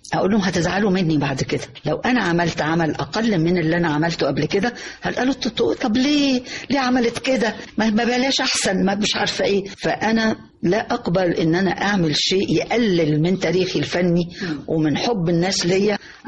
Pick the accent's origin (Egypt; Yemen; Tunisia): Egypt; إنه إحنا كمصريين طبعا كنا أساس الفن العربي